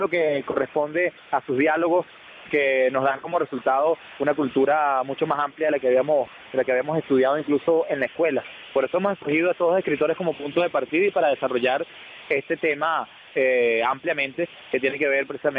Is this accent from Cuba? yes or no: no; Venezuela; todo lo que corresponde a nuestra manera de hacer cultura y de hacer memoria como venezolanos